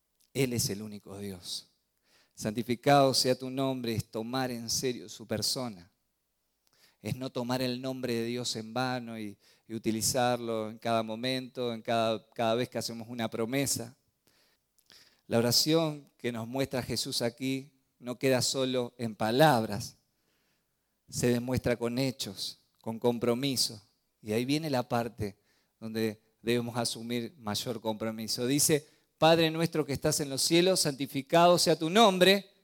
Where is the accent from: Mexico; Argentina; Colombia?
Argentina; born there; yo nací en Argentina, pero mi reino es del cielo.